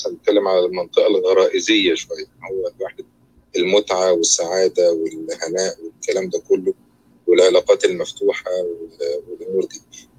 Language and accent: Arabic; Egypt; moved away; انا ليا تجربه يعني ان انا مقيم برا مصر، يعني ففعلا انا كنت جاي من مصر من 20 سنه